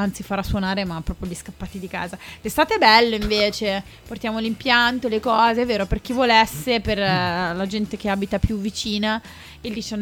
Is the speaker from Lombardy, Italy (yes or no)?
yes; Barlassina, Lombardy, Italy; Barlassina, sono io di Barlassina.